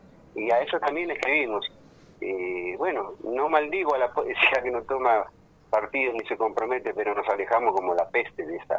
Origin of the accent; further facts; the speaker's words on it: Almirante Brown, Buenos Aires Province, Argentina; Yo nací en Capital, desgraciadamente digo a veces. Pero me crié, viste, nací acá en Almirante Brown, digamos, prácticamente en Calzada, estuve en Mármol, y hace 60 años que vivo acá en Claypole.